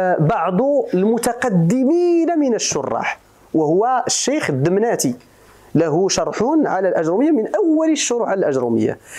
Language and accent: Arabic; Morocco; لأن البربرية عندنا في المغرب فيها لهجات تختلف